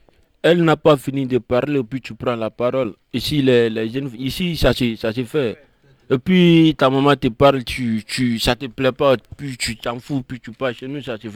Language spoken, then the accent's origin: French; Côte d’Ivoire; Pourtant que les blancs, ils vont chez nous en Afrique. Ils sont même les rois. Chez nous, il y a Assini Mafia, Bassam, Grand Bassam.